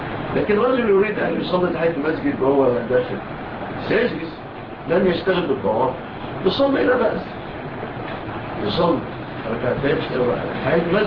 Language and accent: Arabic; Egypt; وجاء مع الفاتحين إلى بلادنا مصر